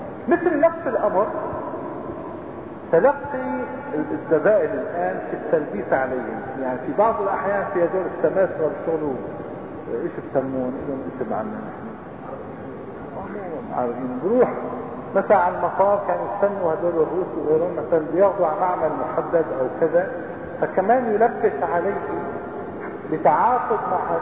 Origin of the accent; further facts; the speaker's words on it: Aleppo, Aleppo Governorate, Syria; هلا عندنا بحلب